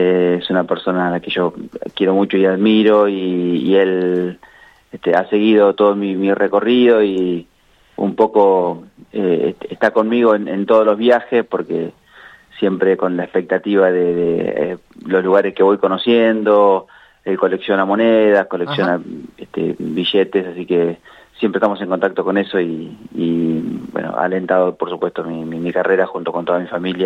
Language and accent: Spanish; Argentina; Yo nací en la Villa Santillán, y así que estaba jugando la pelota todo el día en la calle.